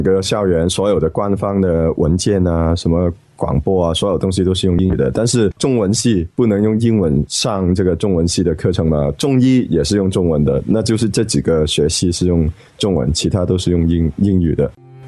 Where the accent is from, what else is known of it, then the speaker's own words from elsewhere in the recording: Hong Kong; Chinese is a second language; 我是从香港过来，我今年应该毕业了。